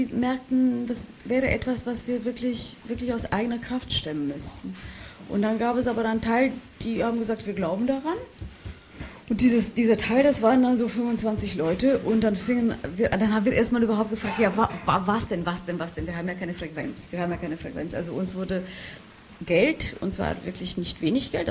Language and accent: German; Romania; war meine Heimatstadt Rumänien, in Rumänien europäische Kulturhauptstadt.